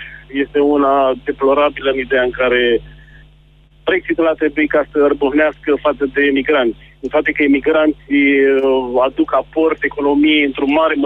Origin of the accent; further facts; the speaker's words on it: Romania; now in United Kingdom; acum vă sunt din Anglia, sunt de aproape 6 luni, așa.